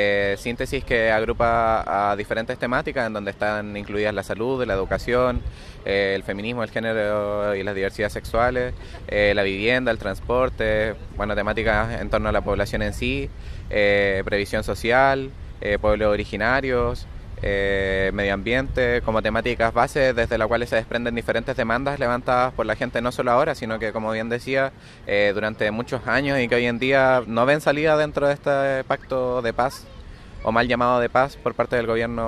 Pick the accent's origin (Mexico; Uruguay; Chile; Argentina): Chile; a nosotros y a nosotras como chilenos y chilenas